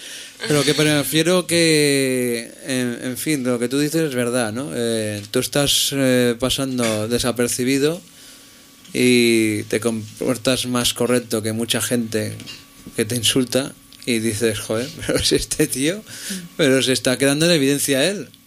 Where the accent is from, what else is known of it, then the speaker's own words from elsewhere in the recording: Catalonia, Spain; Os agradezco mucho los de mi pueblo, del Vallés Oriental.